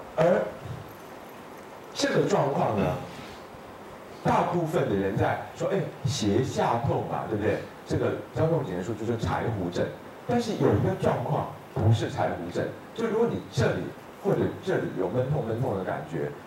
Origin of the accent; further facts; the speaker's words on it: Taiwan; 而尤其如果要说我们台湾人的话，冷东西吃的比较多